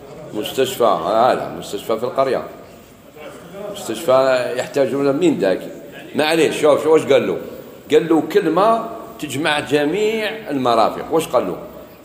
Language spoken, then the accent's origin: Arabic; Algeria; بعض الناس يقولوا الجزائر، يعني بلادنا الجزائر فيها بزاف مساجد.